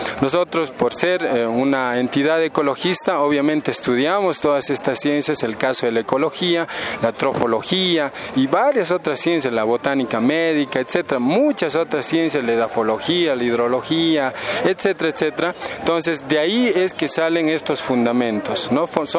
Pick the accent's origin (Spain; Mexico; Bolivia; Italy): Bolivia; Villazón, Potosí; de profesión ingeniero agrónomo. Vengo desde Villazón, Potosí, Bolivia